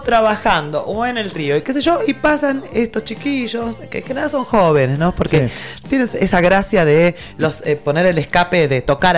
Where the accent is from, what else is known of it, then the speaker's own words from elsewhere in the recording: Los Reartes, Córdoba, Argentina; espero que se replique tanto acá en Villa Ciudad Parque como así como en mi pueblo, que es Los Reartes.